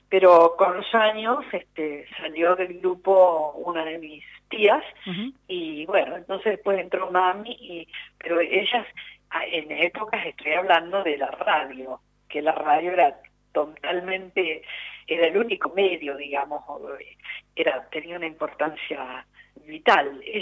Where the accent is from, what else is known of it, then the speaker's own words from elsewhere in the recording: Rosario, Santa Fe, Argentina; born there; ¿Usted tiene la historia donde mi mamá cruza la frontera y yo nazco en Argentina?